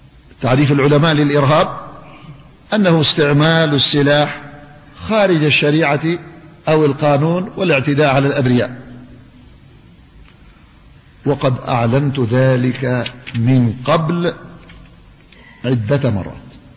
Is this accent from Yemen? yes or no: yes; Yemen; وأذكر بأن الحكومة اليمنية هي المعنية بالدفاع عن مواطنيها، وأنا مواطن يمني